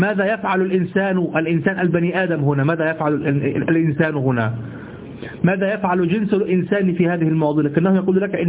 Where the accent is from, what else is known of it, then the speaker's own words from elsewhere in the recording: Egypt; ما نستعمله نحن في دارجتنا المصرية